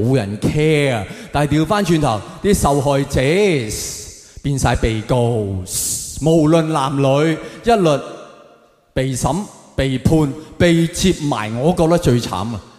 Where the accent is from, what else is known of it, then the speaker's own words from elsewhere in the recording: Hong Kong; 我认为我哋香港人都应该好唔甘心，因为我哋系见过世面嘅社会啊